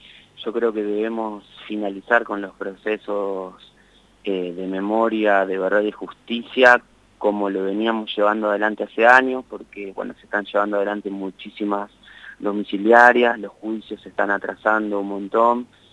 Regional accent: Argentina; ¿De nosotros como país, como Argentina?

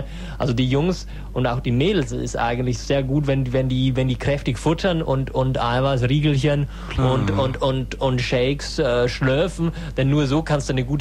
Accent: Berlin, Germany; Ich bin aus der Gegend von Berlin. Also und ich bin eine Berlinerin, ne?

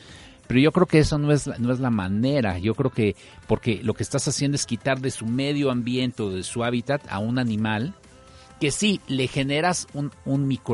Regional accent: Mexico; nosotros como profesionistas, como mexicanos

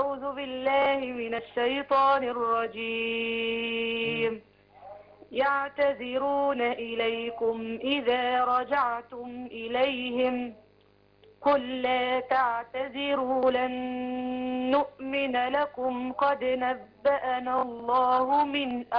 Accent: Minya, Minya Governorate, Egypt; أنا من المنيا يا شيخ الكريم

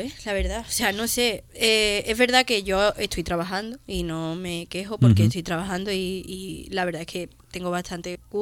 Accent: Cádiz, Andalusia, Spain; now in Madrid, Spain; Soy de Cádiz, ¿sabes? Que tengo toda mi familia ahí.

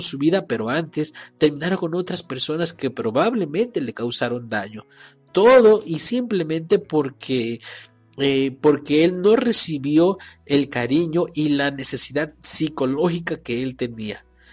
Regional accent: Mexico; ni para nosotros como mexicanos.

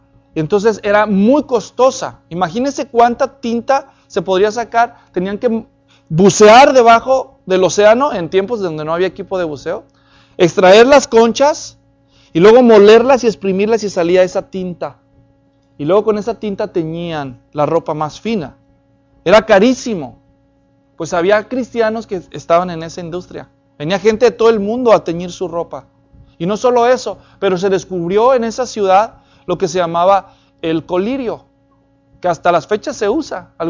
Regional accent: Guadalajara, Jalisco, Mexico; yo soy de Guadalajara, México, y mi papá es de un lugar que está en la frontera de Aguascalientes con Zacatecas.

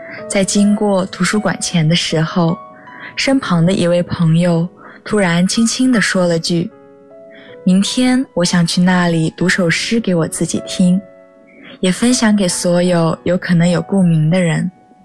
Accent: Hangzhou, Zhejiang, China; now in Nanjing, China; 来自浙江杭州，我在南京大学，距离我的家乡286公里。

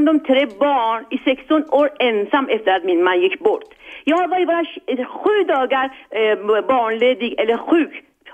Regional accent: Iran; Swedish is a second language; moved away as an adult; now in Sweden; Jag kom till Sverige för att jag valde komma hit under 70-talet. Jag strävade efter 13 års ålder för att komma till en paradis som heter ett socialdemokratiskt system som vi hade här i Sverige. Jag fick ett stipendium som en socionom från Iran

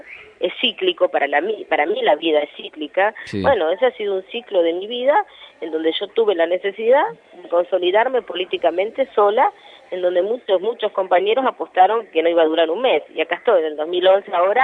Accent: Moreno, Buenos Aires Province, Argentina; Porque vivo en Moreno, porque me nací en Moreno, me crié en Moreno

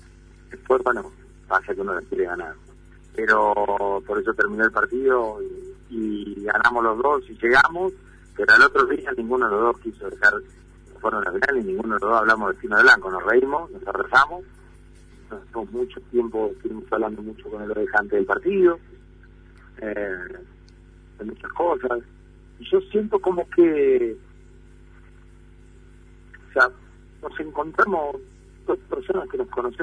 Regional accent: Argentina; Y que somos de ahí, y que somos de Argentina

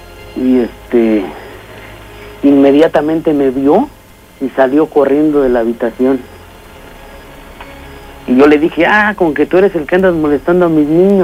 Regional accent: Veracruz, Mexico; lo que pasa es que soy originario de Veracruz.

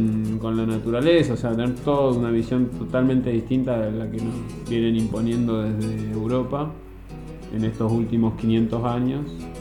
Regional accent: Argentina; Somos, dentro de este territorio somos argentinos, cruzar la frontera y dos cuerpos militares que te dicen que entras a Chile

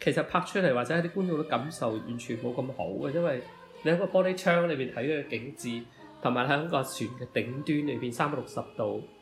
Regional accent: Guangzhou, Guangdong, China; 咁作為一個廣州人咧，我覺得唱粵語歌係一件其實唔使多思索嘅嘢

